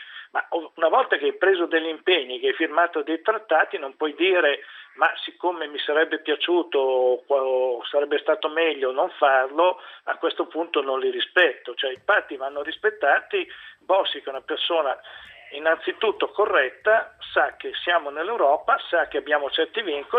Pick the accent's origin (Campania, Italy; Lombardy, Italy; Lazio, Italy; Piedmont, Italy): Lombardy, Italy; io sono lombardo, la Lombardia è una regione che ha quasi 10 milioni di abitanti